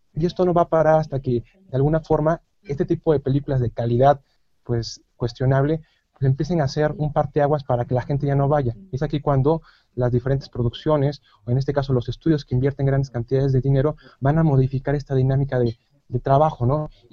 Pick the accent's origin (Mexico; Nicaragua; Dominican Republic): Mexico; que es una cultura que tenemos muy marcada nosotros como mexicanos